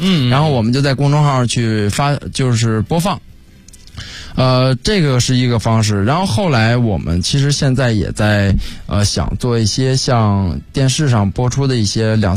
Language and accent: Chinese; Beijing, China; 其实我觉得反正我觉得因为我是北京人嘛